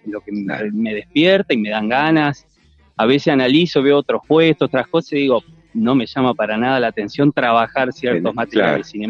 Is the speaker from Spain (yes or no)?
no; Santa Fe, Argentina; Soy de Santa Fe Capital, ajá.